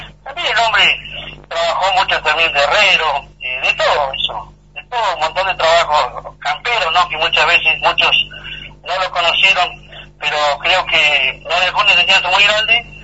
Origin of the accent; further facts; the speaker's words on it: Los Repollos, Río Negro, Argentina; born there; Soy nacido en Los Repollos.